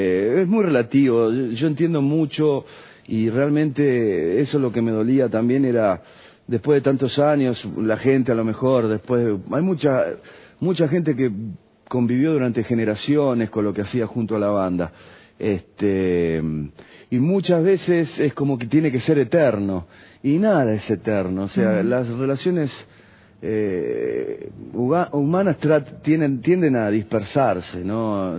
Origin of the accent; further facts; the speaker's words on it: Argentina; No, soy argentino, es más que nada un apodo